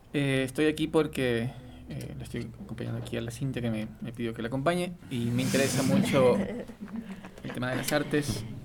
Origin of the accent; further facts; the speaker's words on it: Guayaquil, Guayas, Ecuador; also born or lived in Quito; Soy guayaquileño, vengo viviendo en Quito y fuera del país estoy viviendo un tiempo.